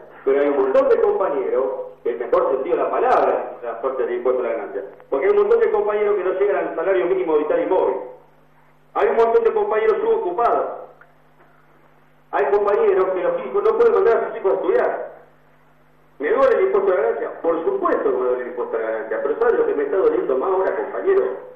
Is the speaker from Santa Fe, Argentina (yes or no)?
yes; Rosario, Santa Fe, Argentina; nosotros venimos de Rosario y somos tristemente hoy por los índices